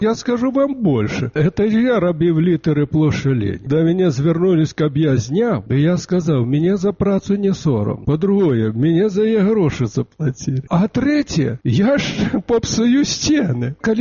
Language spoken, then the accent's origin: Belarusian; Ukraine; Belarusian is a second language; Тут уже вызначалі, што я з Украіны, а мені так спадабалася мова. Я разумею, што ў мяне можа быць діалект.